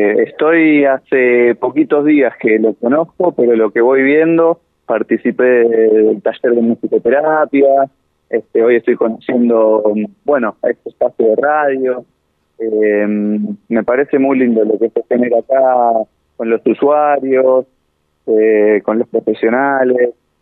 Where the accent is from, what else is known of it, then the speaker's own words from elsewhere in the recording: Buenos Aires, Argentina; soy de Buenos Aires. Trabajo en un hospital de Buenos Aires y vine 3 meses a trabajar acá a los distintos dispositivos del Servicio de Salud Mental de Bariloche.